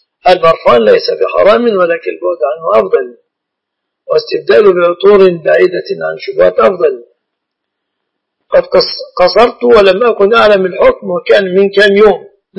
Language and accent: Arabic; Mansoura, Dakahlia, Egypt; وأنا لست من أهل القاهرة، أنا من المنصورة